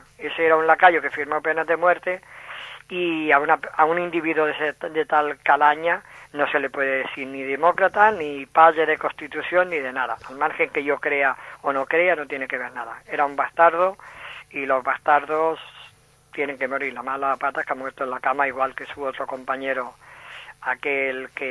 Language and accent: Spanish; Santa Coloma de Gramenet, Catalonia, Spain; Y yo que soy de Gramenet del Besó